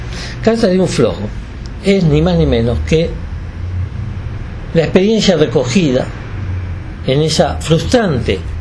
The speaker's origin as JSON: {"language": "Spanish", "country": "Uruguay", "moved": "yes", "said": "Yo me fui del Uruguay, no por razones políticas, aunque yo tenía mis convicciones políticas muy claras y muy acentuadas."}